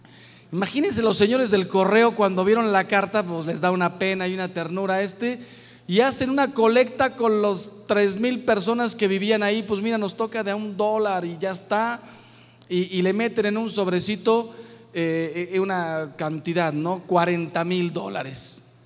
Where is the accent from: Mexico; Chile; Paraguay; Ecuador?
Mexico; ustedes saben que yo soy mexicano